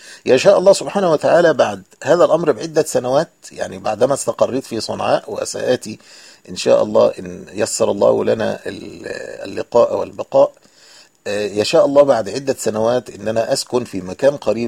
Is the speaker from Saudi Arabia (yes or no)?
no; Egypt; هو نفسه العربة الميني باص عندنا في مصر اللي بتأخذ 7 ركاب